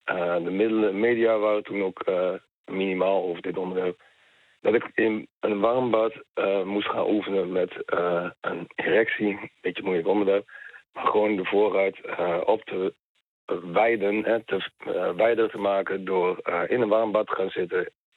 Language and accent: Dutch; Overijssel, Netherlands; Ik kom dus uit Twente, hebben ze flauwe humor.